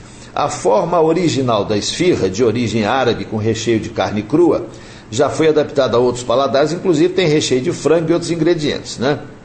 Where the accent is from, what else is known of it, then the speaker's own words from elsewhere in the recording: Minas Gerais, Brazil; E como ela é baiana e eu sou mineiro, lá em casa virou uma bagunça.